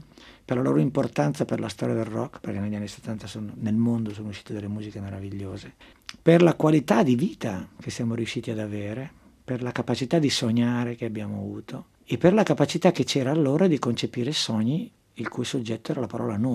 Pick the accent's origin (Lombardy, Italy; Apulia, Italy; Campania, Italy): Lombardy, Italy; Chiari; moved away as an adult; now in Milan, Italy; Il mio polo è sempre stato a Milano. Io sono bresciano d'origine.